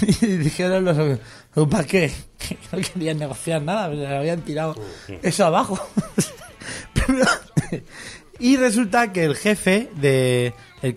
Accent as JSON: {"language": "Spanish", "region": "Catalonia", "country": "Spain", "said": "Yo lo digo como catalán."}